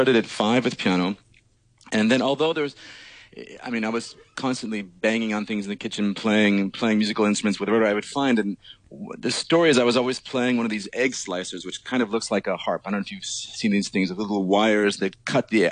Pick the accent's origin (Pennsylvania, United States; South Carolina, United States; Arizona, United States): Arizona, United States; moved away as an adult; now in New York, United States; Yeah, I'm from Arizona originally in the States. I've basically been moving east constantly. So I grew up in Arizona. I went to school in Arizona, then moved to New York to do a master's degree at Juilliard.